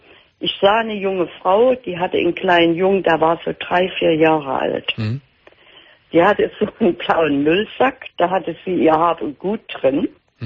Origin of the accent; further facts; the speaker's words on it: East Germany, Germany; Die im Westen sind die haben es besser und wir im Osten, wir sind nur die Doofen